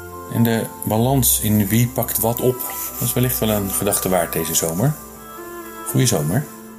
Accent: Netherlands; waarom we als Nederlanders zoveel verwachten van de overheid

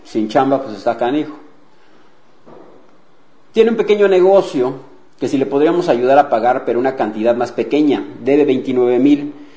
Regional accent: Mexico; Digo, somos de México nosotros, pero ¿por qué no pasarles la información también a mis amigos de Venezuela?

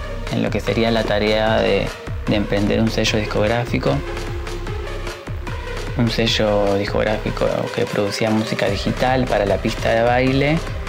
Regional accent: Caleta Olivia, Santa Cruz, Argentina; born there; now in Buenos Aires, Argentina; Yo soy caletense, que es el gentilicio que llevamos las personas que nacimos en Caleta Olivia. Caleta Olivia, para quien no conoce, es una ciudad que queda en la provincia de Santa Cruz.

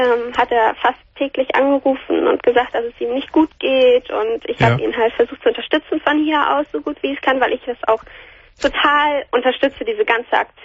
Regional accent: Hamburg, Germany; Aber also meine Eltern sind nicht Italiener oder so. Ich komme aus Hamburg.

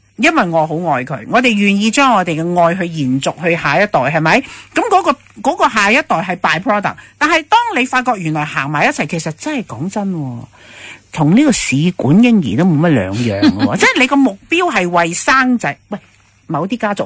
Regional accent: China; 嗱，我哋中国人咧就好讲孝道嘅

